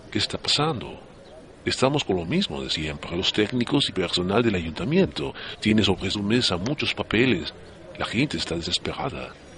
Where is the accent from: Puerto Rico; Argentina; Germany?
Germany; yo, como usted acaba de decir, vengo de Alemania. Son muchos años viviendo allí